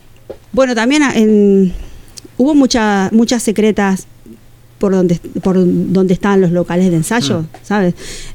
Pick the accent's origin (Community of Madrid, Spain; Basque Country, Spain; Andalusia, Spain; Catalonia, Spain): Basque Country, Spain; Bilbao; Soy una baldosita de Bilbao.